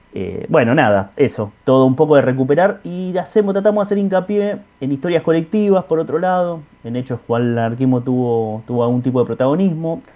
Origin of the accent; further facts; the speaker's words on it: Argentina; nosotros nos hacemos cargo de que somos argentinos del mal